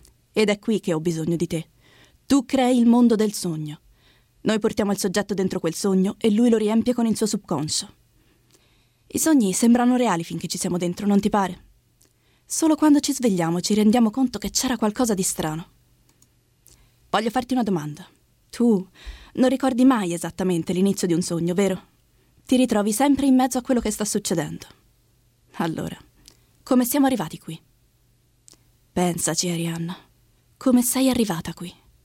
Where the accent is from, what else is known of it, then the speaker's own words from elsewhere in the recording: Florence, Tuscany, Italy; Di Firenze.